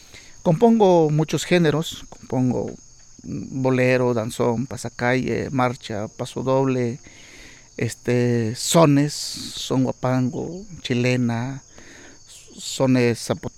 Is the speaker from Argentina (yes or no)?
no; Jaltepec, Oaxaca, Mexico; soy originario aquí de Jaltepec, comunero en activo. También soy un compositor activo. Llevo componiendo desde mis 12 años en mi pueblo, en Jaltepec, Canayoc